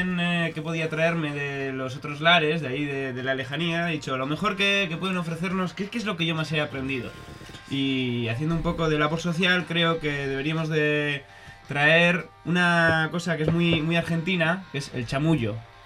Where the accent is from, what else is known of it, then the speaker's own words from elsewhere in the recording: Basque Country, Spain; como los vascos se nos da esto también, ¿verdad?